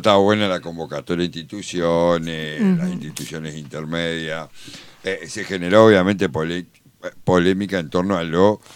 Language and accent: Spanish; Argentina; como argentinos nos debemos el debate